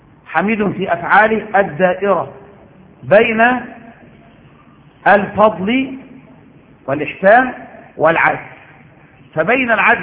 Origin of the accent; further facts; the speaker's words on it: Egypt; ولم يجعلها عندنا في مصر